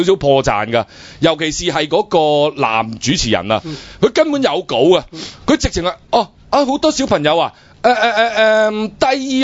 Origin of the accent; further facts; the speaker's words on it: Hong Kong; 我又系嚟自香港嘅，我系嚟自爱港力小学嘅，